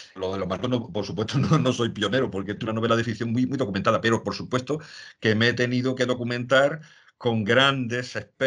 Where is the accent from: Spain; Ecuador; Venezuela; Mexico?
Spain; Andalusia; en mi tierra, en la provincia de Jaén